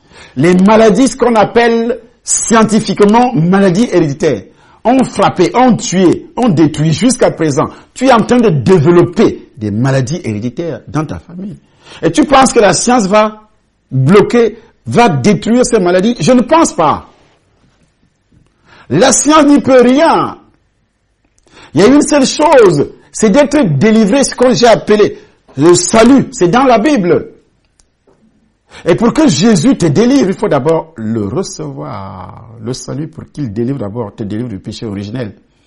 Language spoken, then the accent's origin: French; Cameroon; first language Ewondo; French is a second language; moi, je suis Camerounais et ma langue, c'est le Hondo, le Béti.